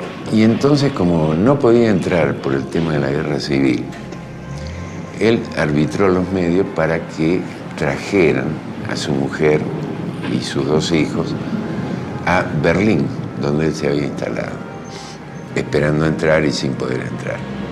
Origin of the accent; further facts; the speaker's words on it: Argentina; Y emigraron a la Argentina. Y soy el único argentino de la familia. De esa familia original, de ese núcleo original. Y soy argentino porque en el momento del parto quería estar al lado de mi madre